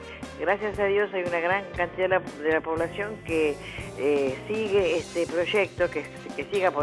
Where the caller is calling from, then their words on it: Olivos, Buenos Aires Province, Argentina; acá de Olivos. Te quería decir que es una mentira todo lo que dice